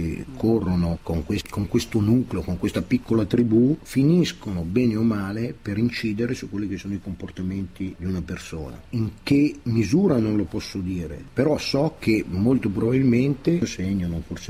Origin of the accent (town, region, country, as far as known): Milan, Lombardy, Italy; born there